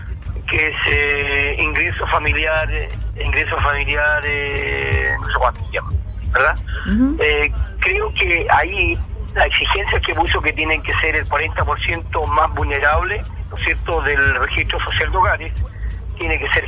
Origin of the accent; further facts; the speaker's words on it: Chile; hemos sufrido muchísimo en esta pandemia, como todo chileno